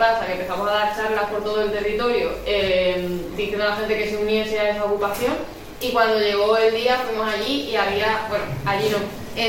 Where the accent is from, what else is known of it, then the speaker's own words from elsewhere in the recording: Andalusia, Spain; born there; en la región de donde yo nací, en Andalucía